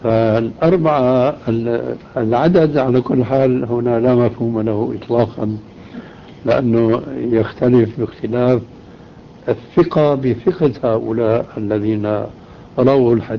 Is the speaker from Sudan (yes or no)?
no; Syria; ولذلك أنا كما يقال عندنا في سوريا